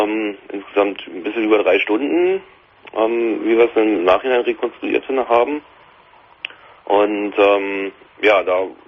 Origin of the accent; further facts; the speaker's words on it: Berlin, Germany; Und ich bin eigentlich Berliner und wir haben in Berlin den gleichen Hubschraubertyp.